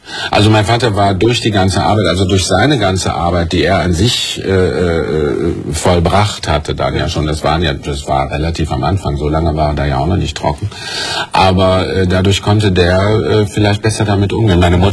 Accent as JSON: {"language": "German", "town": "Mülheim an der Ruhr", "region": "North Rhine-Westphalia", "country": "Germany", "tie": "born there", "said": "Ich bin ja geboren in Mühl am Ruhr."}